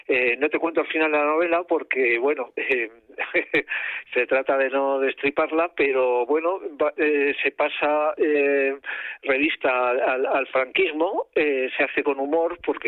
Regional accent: Spain; A mí me gusta decir que soy el primer español

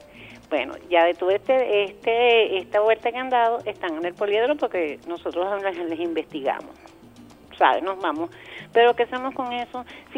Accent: Venezuela; born there; yo nací en Venezuela

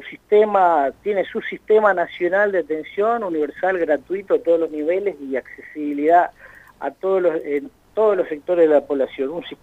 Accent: Argentina; Como sociedad, como pueblo argentino, creo que hemos demostrado solidaridad y responsabilidad.

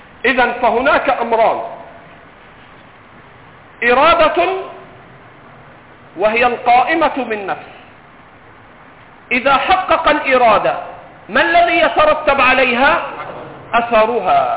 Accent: Egypt; accent: Egyptian; نضرب على كلام العرب ونضرب على لهجتنا المصرية

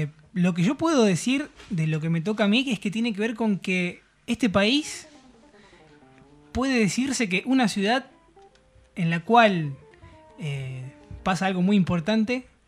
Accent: Rosario, Santa Fe, Argentina; Yo soy de Rosario, ¿viste?

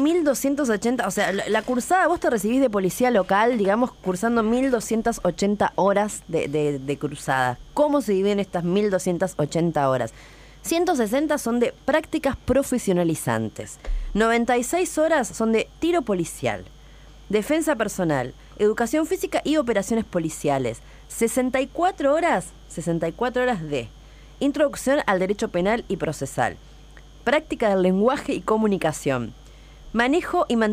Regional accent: La Plata, Buenos Aires Province, Argentina; nosotros, en el caso de La Plata, que decíamos recién, que donde somos

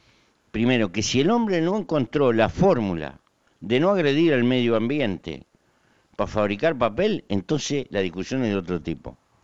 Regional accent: Uruguay; Y no meterme en los problemas, porque eso sería una mala manera de ser uruguayo.

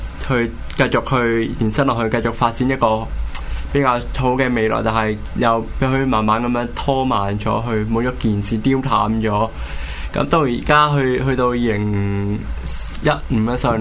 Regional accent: Hong Kong; 同埋都係為咗我哋香港人係出翻啖氣

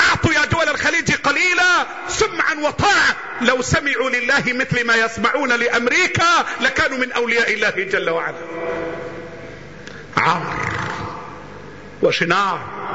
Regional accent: Egypt; بلدنا مصر

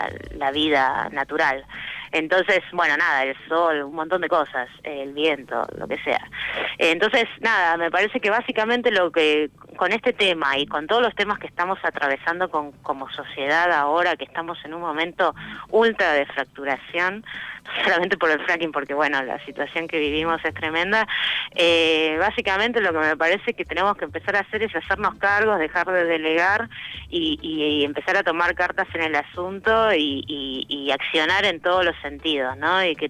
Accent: Buenos Aires, Argentina; moved away as an adult; yo soy de Buenos Aires y vine acá, digamos, para cambiar mi vida

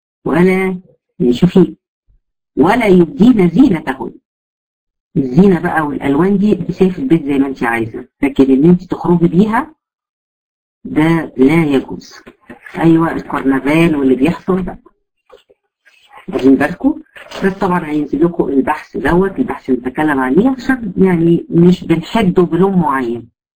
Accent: Egypt; احنا عندنا في مصر مثلا الفوشيا ده يعتبر لون مخيف جدا للنظر

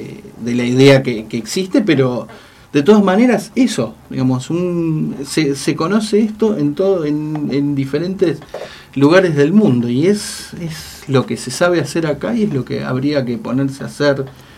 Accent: Pampas, Argentina; una interna en mi pueblo, así la Pampa Húmeda.

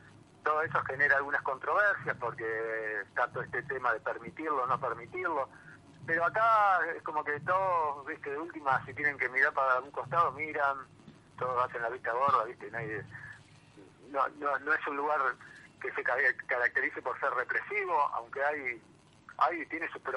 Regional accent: Pilar, Buenos Aires Province, Argentina; also born or lived in Brazil; Yo soy de Pilar.

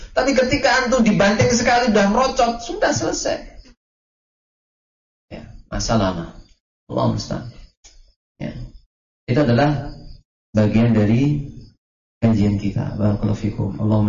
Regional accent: Java, Indonesia; Tapi tabiatnya kita orang Jawa itu enggak akan seperti itu.

